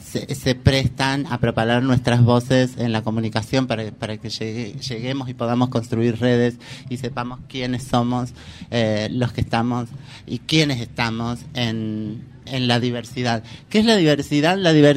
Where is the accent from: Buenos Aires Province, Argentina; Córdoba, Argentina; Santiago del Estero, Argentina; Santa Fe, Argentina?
Córdoba, Argentina; born there; now in Buenos Aires, Argentina; puedo decir que soy traba, que soy habitante de la Ciudad Autónoma de Buenos Aires, pero nacida en Córdoba.